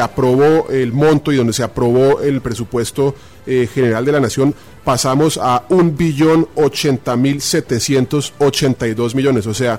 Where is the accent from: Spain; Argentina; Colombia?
Colombia; Tolima; soy el único tolimense en las comisiones económicas